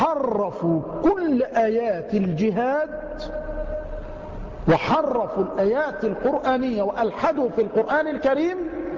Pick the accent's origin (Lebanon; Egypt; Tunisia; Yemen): Yemen; يأتي إلينا بعضهم ونحن في اليمن